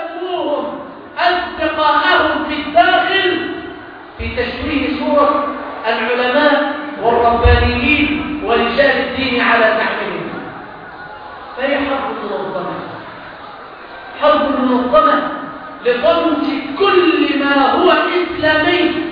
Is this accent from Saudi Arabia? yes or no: no; Egypt; ما الذي يحدد هوية بلدنا مصر؟